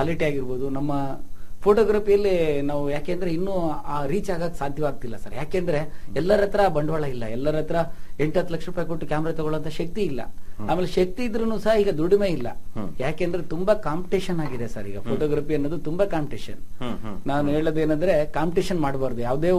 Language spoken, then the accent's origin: Kannada; Mallapura, Karnataka, India; also born or lived in Chiluru; ನಾನು ಹುಟ್ಟಿ ಬೆಳೆದಿದ್ದು ಹೊನ್ನಾಳಿ ತಾಲೂಕು ಚೀಲೂರಲ್ಲಿ ಹುಟ್ಟಿದ್ದು ಸರ್. ನಾನು ಬೆಳೆದಿದ್ದೆಲ್ಲ ಮಲ್ಲಾಪುರದಲ್ಲಿ.